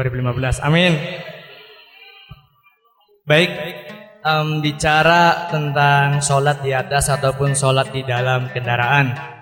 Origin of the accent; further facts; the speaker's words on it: Malang Semirang, West Java, Indonesia; Saya dari Desa Malang Semirang, Kecamatan Jatibarang, Kabupaten Indramayu. Dan saya masih umur 18 tahun.